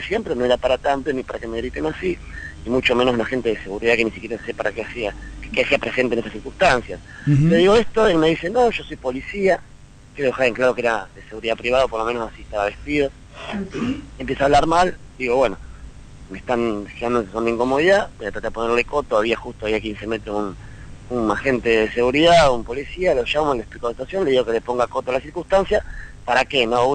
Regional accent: La Plata, Buenos Aires Province, Argentina; para volver a Ciudad de la Plata, de donde soy yo

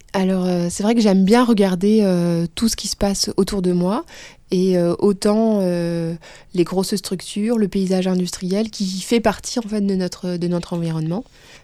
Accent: Bourgogne-Franche-Comté, France; Je viens de Bourgogne, j'ai grandi à la campagne.

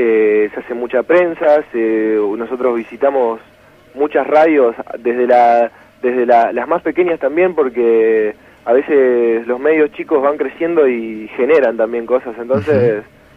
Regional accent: Santa Fe, Argentina; Claro, somos todos de Santa Fe.

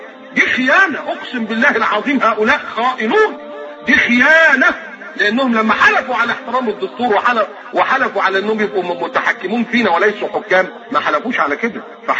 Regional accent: Egypt; انا مكسوف وانا قاعد ان انا ابقى مصري

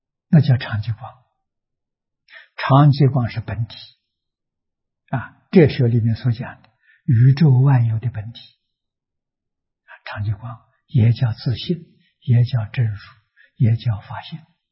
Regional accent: China; 我们中国人讲320亿20兆

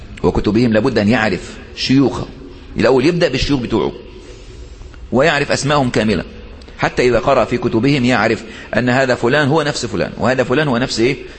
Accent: Egypt; واحد مثلا زلت لسانه اللي بيخطب عندنا في مصر، يعني من عادة المصريين أنهم يحبون إيه الكلام الارتجالي

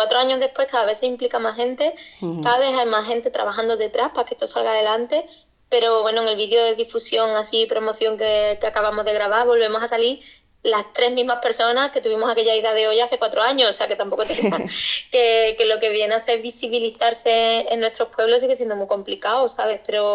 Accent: Arcos de la Frontera, Andalusia, Spain; somos tres loquillas de Arcos de la Frontera, en la comarca de la Sierra de Cádiz, que pues son dos amigos gays y yo, que soy pues bollo de pata negra

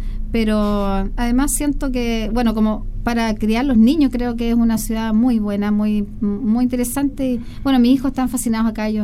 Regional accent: Llanquihue, Los Lagos, Chile; also born or lived in Puerto Varas; Es que yo soy de pueblo. O sea, yo la verdad es que nací en Puerto Varas, que es un pueblo bastante chico, y me crié en el pueblo de Llanquihue

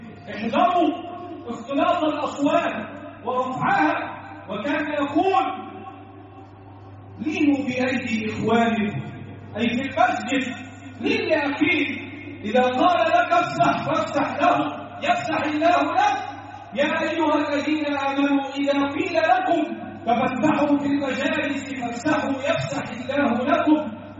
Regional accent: Egypt; اللهم احفظ بلدنا مصر وسائر بلاد

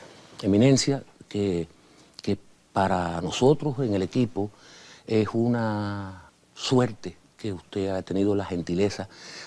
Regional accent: Cuba; Yo quiero agradecerle en principio la deferencia como cubano

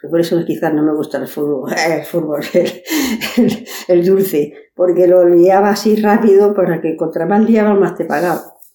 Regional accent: Manresa, Catalonia, Spain; also born or lived in Gorafe; Y bueno, cuando tenía 6 años y medio, pues mi madre nos llevó a Manresa.

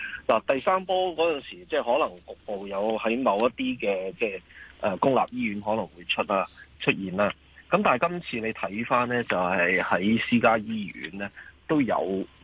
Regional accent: Hong Kong

